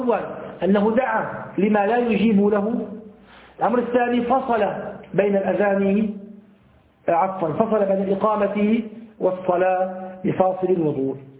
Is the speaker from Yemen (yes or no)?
no; Damascus, Damascus Governorate, Syria; أول خطبة حضرت فعلتها في مسجد عندنا في دمشق حي الشاغور